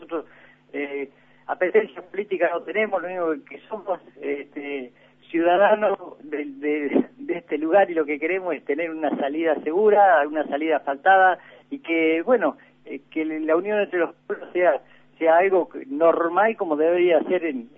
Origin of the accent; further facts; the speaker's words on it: Argentina; somos argentinos. Claro. Estamos en la provincia, le dije.